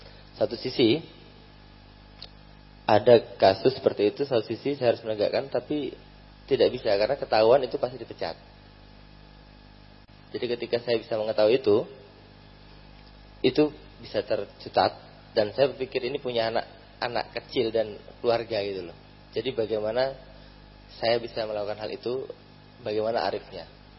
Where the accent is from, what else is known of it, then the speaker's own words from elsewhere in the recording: Balikpapan, East Kalimantan, Indonesia; Saya dari Balikpapan.